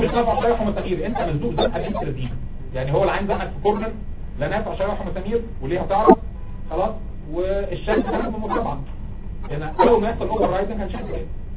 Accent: Egypt; عندنا في مصر ما بتبقاش طفل فيزيكال ايجيبشن انفانت لو مش بتعيط 24 ساعه

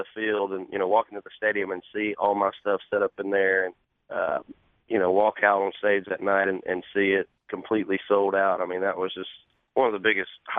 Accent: Georgia, United States; growing up in Georgia, just being a huge Braves fan my whole life.

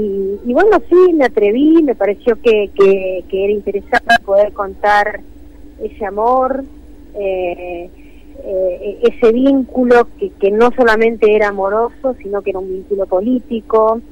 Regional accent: Mar del Plata, Buenos Aires Province, Argentina; now in Buenos Aires, Argentina; Estoy en Buenos Aires. Estoy ansiosa por viajar a Mar del Plata, mi ciudad natal.

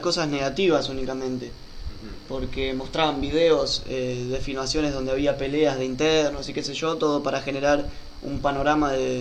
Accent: Buenos Aires, Argentina; muchos somos de Buenos Aires, me incluyo

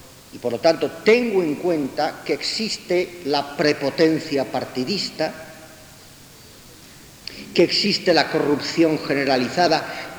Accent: Balearic Islands, Spain; salvo, yo soy mallorquín, salvo las Islas Baleares

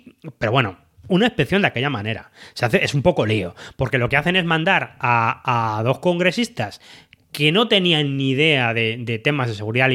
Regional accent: Galicia, Spain; yo soy gallego

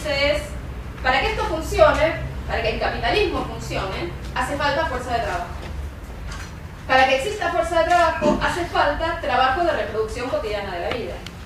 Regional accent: Buenos Aires, Argentina; Yo vengo de Buenos Aires

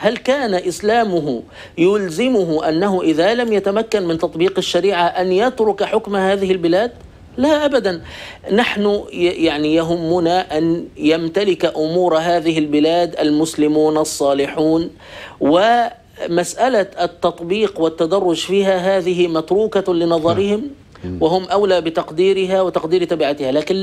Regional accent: Egypt; وقد ساد عندنا في مصر مثلا شعار ميدان التحرير موجود

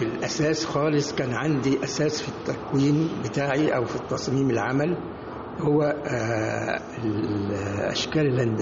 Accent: Egypt; فأنا طبعا كمصري عايش في بيئتي

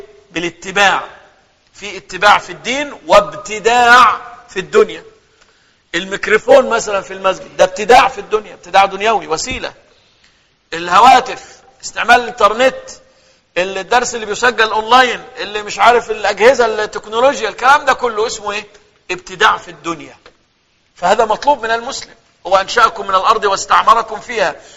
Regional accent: Egypt; تلاقي اغلب القراء عندنا في مصر من الريف

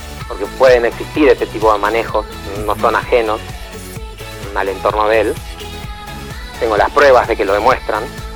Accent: Argentina; lo que queremos que seamos vocero, digamos, de nuestra voluntad popular y de lo que nos reflejamos como argentinos

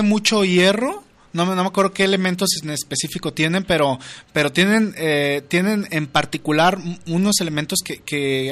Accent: Guadalajara, Jalisco, Mexico; No, sí soy de Guadalajara, pero sí, tengo mucha familia ahí en tierras coloradas.

